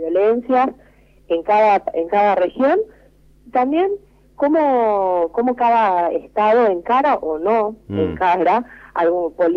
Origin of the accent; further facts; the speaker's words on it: Jujuy, Argentina; now in Buenos Aires, Argentina; No, yo soy de Jujuy, así que se imaginan que acá en Buenos Aires todo el mundo cree que el norte siempre es más machista.